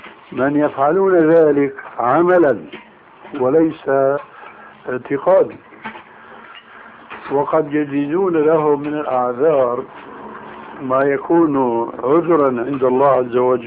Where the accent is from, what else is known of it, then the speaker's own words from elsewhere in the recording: Syria; أما جماهير الناس كما يقولون عندنا في سوريا هات إيدك وامشي